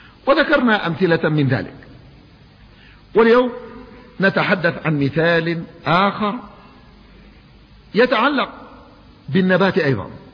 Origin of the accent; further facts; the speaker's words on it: Yemen; الماء ينزل في الصيف عندنا في اليمن يأتينا في الصيف في المطر